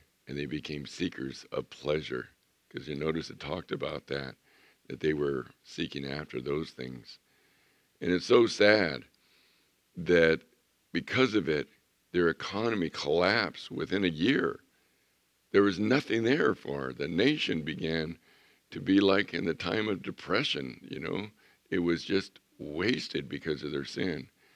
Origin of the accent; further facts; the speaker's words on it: Chula Vista, California, United States; I remember growing up in Chula Vista. There were orchards, there were citrus trees by the tons